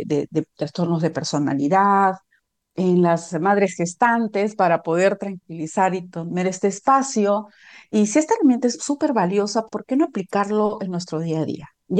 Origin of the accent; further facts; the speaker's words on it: Peru; yo soy de Perú